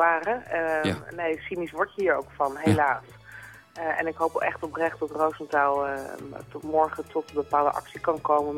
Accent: Netherlands; Ja, op ons als Nederlanders bedoel je?

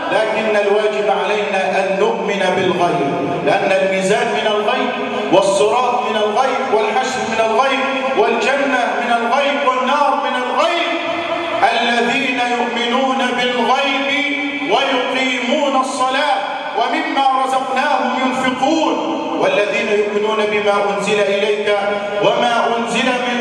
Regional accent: Egypt; اللهم اجعل بلدنا مصر آمنا مطمئنا

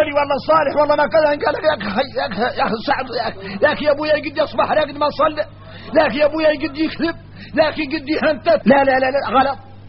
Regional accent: Mauritania; احنا راك موريتاني عندنا فهم عن مولانا خاص

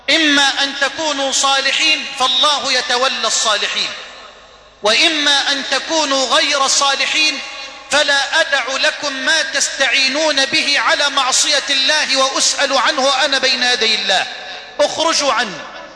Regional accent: Egypt

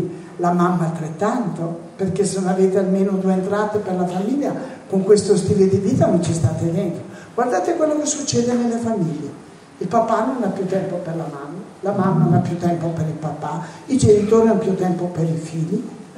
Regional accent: Naples, Campania, Italy; ma io vengo da Napoli, dal sud, che sta soffrendo immensamente

